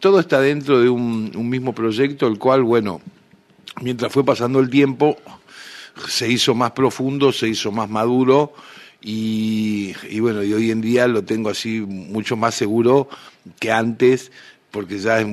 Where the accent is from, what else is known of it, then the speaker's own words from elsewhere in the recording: Argentina; moved away; also born or lived in San Luis Potosí, Mexico; fue escrita cuando me fui de Argentina en el 78, fue escrita en el 79, en una casa de estudiantes en el Bajío de México, en San Luis Potosí.